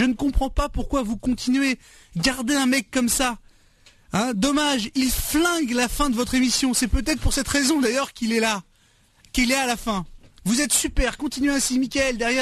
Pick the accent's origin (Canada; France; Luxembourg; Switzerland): France; Paris, Île-de-France; Moi, je suis un nordiste, moi, je suis un parisien.